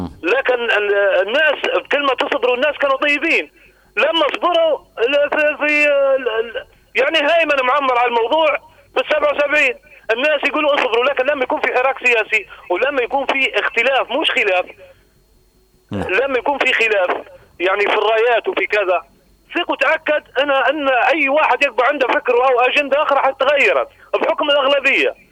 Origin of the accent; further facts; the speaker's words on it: Libya; لمسألة نحن كليبيين